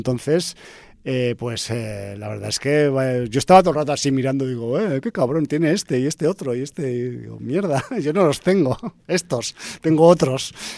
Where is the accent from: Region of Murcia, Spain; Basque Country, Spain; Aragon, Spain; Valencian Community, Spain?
Aragon, Spain; Y yo, que soy un cabezón, que soy de Aragón